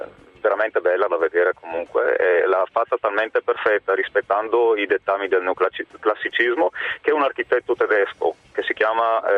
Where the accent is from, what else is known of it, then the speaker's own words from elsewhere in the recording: Brescia, Lombardy, Italy; Io sono di Brescia, anche se adesso sono a Bergamo perché sono qui per una docenza.